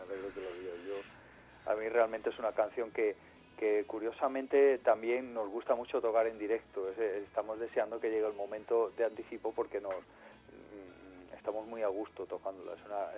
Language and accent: Spanish; Córdoba, Andalusia, Spain; born there; also born or lived in London; yo vivo en Madrid desde hace mucho tiempo, casi desde que volví de Londres, pero sigo manteniendo el contacto con Córdoba, que es mi ciudad natal y donde vive buena parte de mi familia